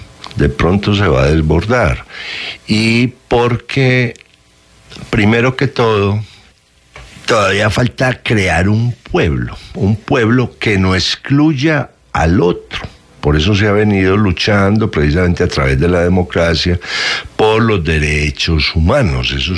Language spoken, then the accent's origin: Spanish; Colombia; Nosotros somos colombianos por cédula.